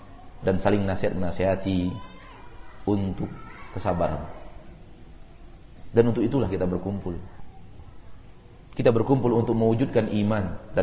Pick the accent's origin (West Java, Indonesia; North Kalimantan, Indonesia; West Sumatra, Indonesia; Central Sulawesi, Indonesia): West Sumatra, Indonesia; Bukittinggi; Pertemuan kita bukan karena semata-mata kita orang Bukit Tinggi